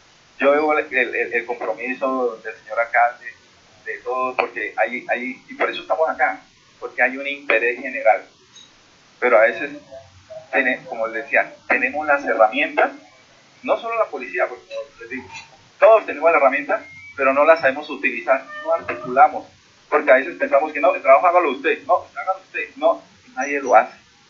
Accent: Soacha, Cundinamarca, Colombia; No nos sigamos estigmatizando porque nosotros vivimos y somos de Soacha.

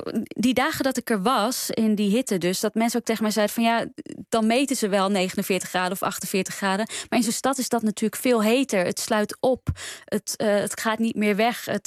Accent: Delhi, India; Ja, voor mij is het bovenal de stad waar ik vandaan kom.

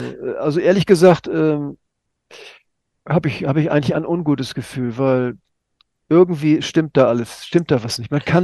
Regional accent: Hamburg, Germany; Also in meiner Heimatstadt Hamburg, 120 Leute waren

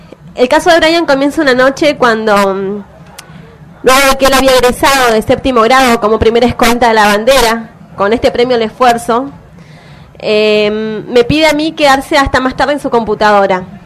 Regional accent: Neuquén, Argentina; yo vengo de Neuquén.

